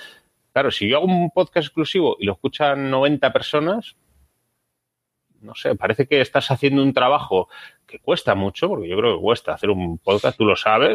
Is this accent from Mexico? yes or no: no; Spain; Pero aparte, somos españoles y somos jugones.